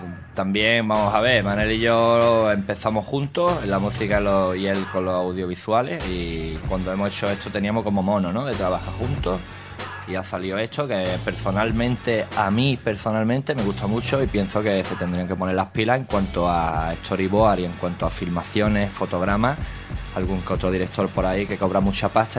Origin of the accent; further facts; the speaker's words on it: Málaga, Andalusia, Spain; Yo soy de Carranque, de Málaga.